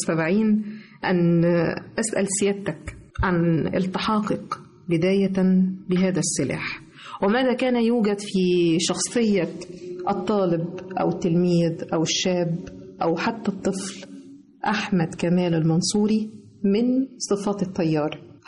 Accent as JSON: {"language": "Arabic", "country": "Egypt", "said": "ونفتخر جميعنا كمصريين"}